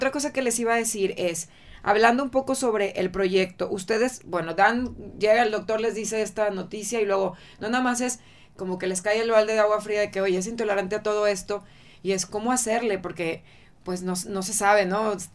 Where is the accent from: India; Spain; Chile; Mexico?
Mexico; Nosotros como mexicanos tenemos un país súper rico en este sentido